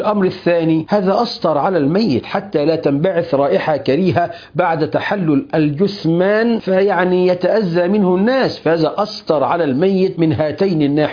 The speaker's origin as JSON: {"language": "Arabic", "country": "Egypt", "said": "الأمر الملفت للنظر عندنا في مصر"}